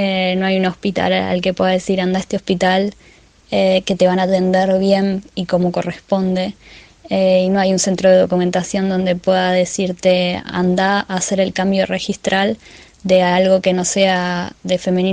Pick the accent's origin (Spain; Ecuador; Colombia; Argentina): Argentina; Lomas de Zamora, Buenos Aires Province; de Lomas de Zamora